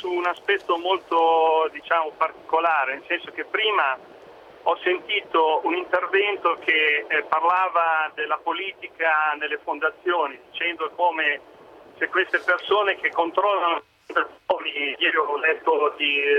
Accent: Pesaro, Marche, Italy; Io vengo da Pesaro

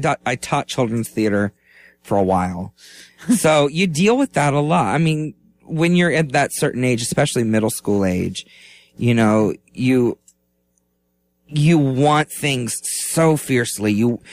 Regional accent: Florida, United States; Growing up in Lake County, there were four different community theaters to choose from.

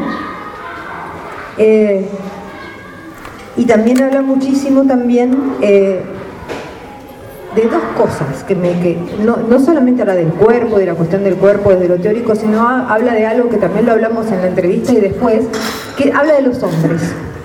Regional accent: Argentina; Yo soy argentina

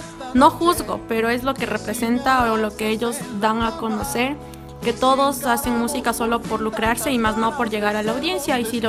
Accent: Ecuador; soy ecuatoriano y debería escuchar esa música

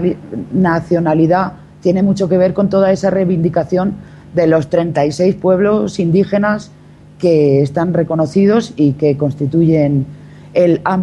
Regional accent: Catalonia, Spain; Lamento no poder estar hablando en euskera, pero soy catalana y no me ha dado para aprender tanto.

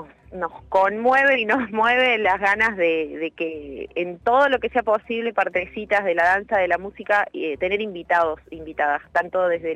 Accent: Río Ceballos, Córdoba, Argentina; Yo de Río Ceballos, algunos de Unquillo, La Granja. Acá estamos en las sierras, hermoso.

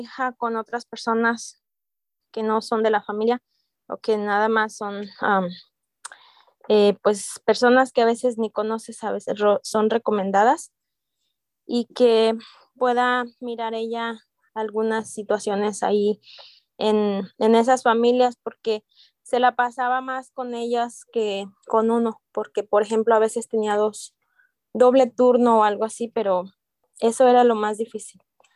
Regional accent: Zamora, Michoacán, Mexico; moved away; Tengo 22 años aquí en este país y soy de Michoacán, Zamora, Michoacán.

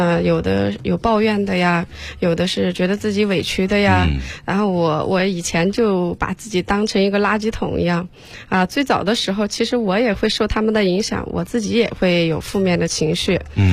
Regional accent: Sichuan, China; 我是南方人， 哦、 我是四川人，

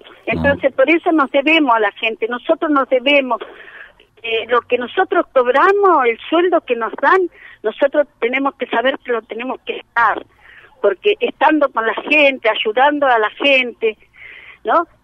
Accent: Bariloche, Río Negro, Argentina; moved away as an adult; now in Viedma, Argentina; No, yo soy de Bariloche, me vine muy joven, tenía 21 años cuando llegué acá

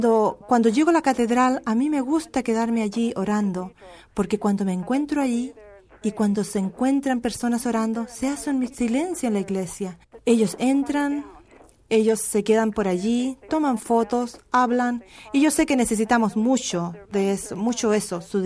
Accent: Santa Fe, New Mexico, United States; Yo soy de Nuevo México, de Santa Fe.

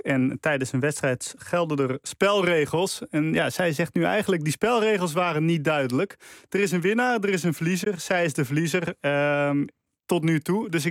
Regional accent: Breda, North Brabant, Netherlands; Je weet, ik ben opgegroeid in Breda.

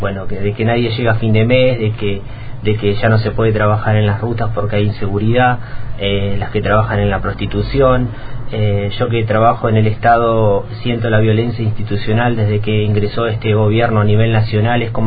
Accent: Viedma, Río Negro, Argentina; Yo soy de acá de Viedma.

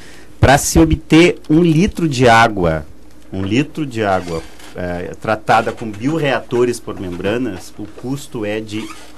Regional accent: Paraí, Rio Grande do Sul, Brazil; Não, eu sou de Paraí.

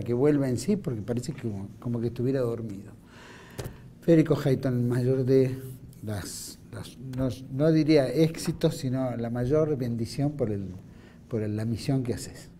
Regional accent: Argentina; nosotros no tenemos que tener miedos tampoco como argentinos en avanzar por la patria

